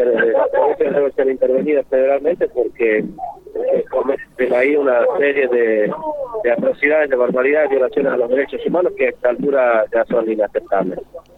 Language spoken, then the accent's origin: Spanish; Jujuy, Argentina; ya hace una semana que salimos desde Jujuy, desde nuestra provincia.